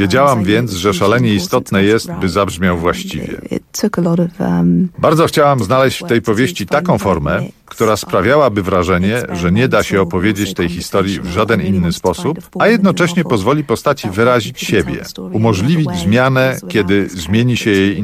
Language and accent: Polish; London, United Kingdom; Londyn, w którym dorastałam i w którym całe życie mieszkam, zawsze wyróżniał się w Wielkiej Brytanii odrębnym charakterem i kulturą.